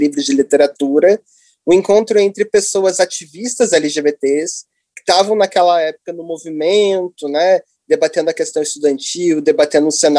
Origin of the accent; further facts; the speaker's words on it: Curitiba, Paraná, Brazil; moved away as an adult; now in São Paulo, Brazil; Sou curitibano. Estou radicado em São Paulo já há uns 6, 5 anos